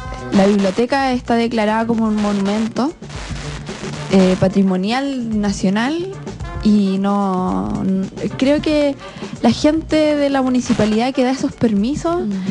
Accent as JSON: {"language": "Spanish", "town": "La Cruz", "region": "Valparaíso", "country": "Chile", "said": "Pero yo no soy de Viña, yo soy de la Cruz City."}